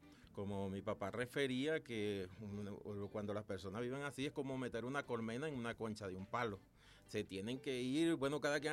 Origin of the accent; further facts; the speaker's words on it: Guanarito, Portuguesa, Venezuela; born there; yo nací en Guanarito, en el estado portugués. Bueno, ahí está mi reseña de salir de allá buscando nuevos horizontes, como lo hacemos, bueno, la mayoría de los llaneros.